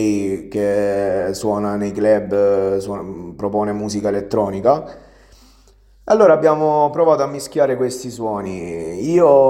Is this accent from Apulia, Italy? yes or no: yes; Matino, Apulia, Italy; perché è un vecchio amico del mio paese di origine, Matino. Quindi tornato a Matino dopo, cioè durante la pandemia nel 2019